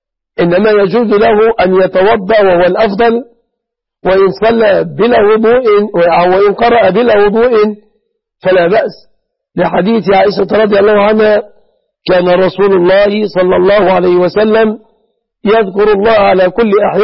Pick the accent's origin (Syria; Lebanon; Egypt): Egypt; بلادنا مصر